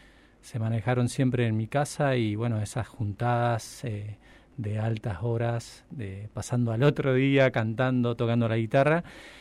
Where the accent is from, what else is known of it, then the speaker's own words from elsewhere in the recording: Santa Rosa, La Pampa, Argentina; also born or lived in San Rafael; tendría 9 años, 10 años cuando nos venimos para Santa Rosa, en realidad. Bueno, sí, por cuestiones familiares, se enferma a mi viejo y bueno, en ese momento del 95, 96 me parece